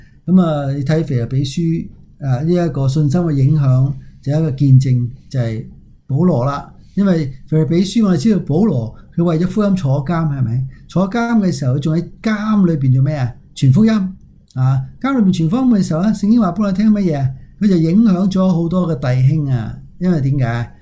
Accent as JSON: {"language": "Chinese", "country": "China", "said": "我都是中国人"}